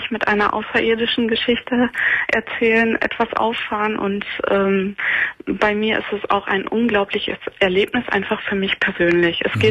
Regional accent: North Rhine-Westphalia, Germany; moved away as an adult; now in Northern Germany; Ich bin dann also aus dem Ruhrgebiet weggezogen, bin nach Norddeutschland gezogen, 2008 war

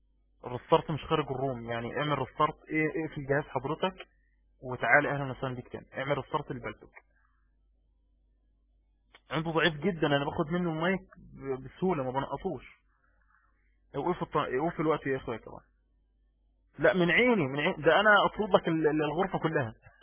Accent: Egypt; يعني عشان بس كذاب عندنا في مصر

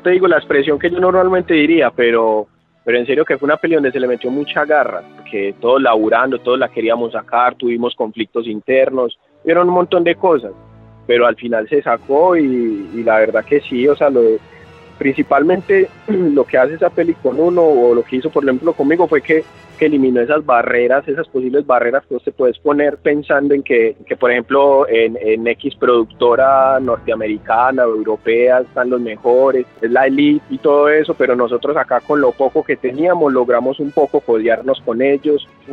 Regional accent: Medellín, Antioquia, Colombia; soy colombiano de Medellín.

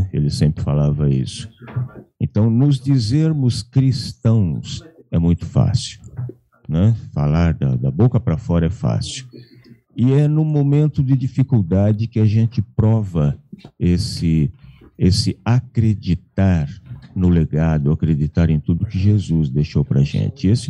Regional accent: São Paulo, Brazil; now in Espírito Santo do Pinhal, Brazil; Eu falo de Espírito Santo do Pinhal. Eu sou paulistano, né? Eu nasci na capital, na verdade. Eu estou morando aqui em Espírito Santo do Pinhal, vai para 7 anos.

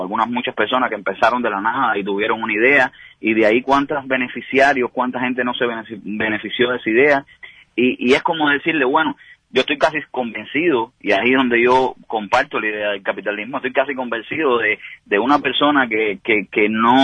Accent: Cuba; now in Miami, United States; llamaba de Miami o que soy cubano

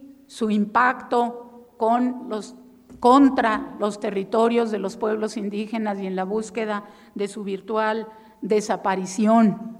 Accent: Chihuahua, Mexico; No hay que dejar solos a los rarámuris, los de mi tierra.

